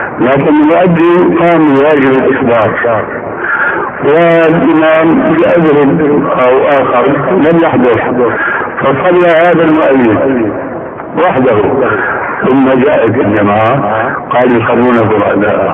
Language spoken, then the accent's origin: Arabic; Damascus, Damascus Governorate, Syria; وانا ربيت في دمشق وكنت ادخل